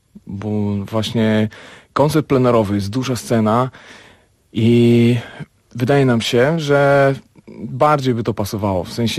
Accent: Lębork, Pomeranian Voivodeship, Poland; w moich rodzinnych stronach w Lęborku, gdzie właśnie pierwsze kroki muzyczne stawiałem

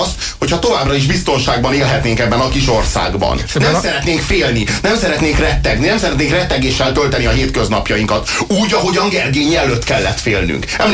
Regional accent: Budapest, Hungary; Főleg a főváros miatt aggódunk, tekintettel, hogy budapestiek vagyunk, én is, és Magyar Dávid kollégám is

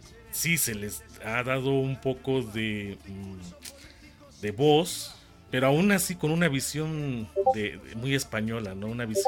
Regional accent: Mexico; Como mexicano.

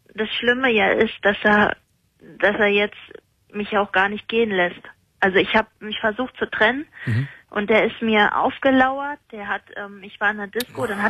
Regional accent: Croatia; Also, ich bin aus Kroatien.

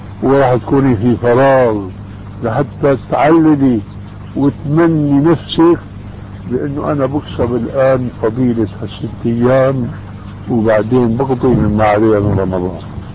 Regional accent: Syria; كما يقولوا عندنا في الشام

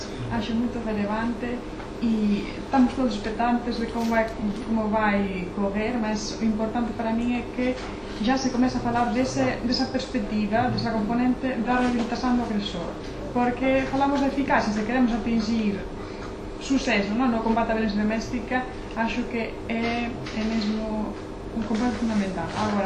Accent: Spain; Eu penso que na, eu sou da Espanha, temos um grande problema de violência doméstica

